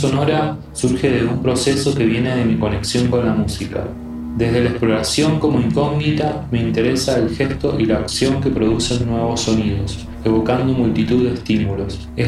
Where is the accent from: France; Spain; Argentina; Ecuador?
Argentina; Bahía Blanca, Buenos Aires Province; born there; now in San Juan, Argentina; nací en Bahía Blanca, sur de la provincia de Buenos Aires, y vivo en San Juan hace 10 años.